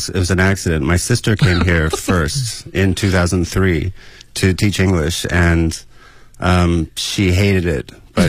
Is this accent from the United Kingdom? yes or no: no; United States; moved away as an adult; now in China; I'm originally from America, and I came here about 14 or 15 years ago, straight out of film school